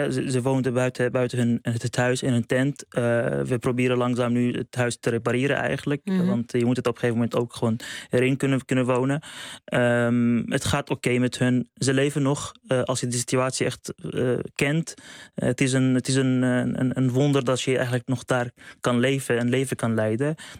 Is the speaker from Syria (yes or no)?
yes; Syria; now in Netherlands; Maar voor mij ook, ik kom zelf uit Syrië. Ik heb familieleden verloren in de oorlog, maar ook in de laatste aardbeving.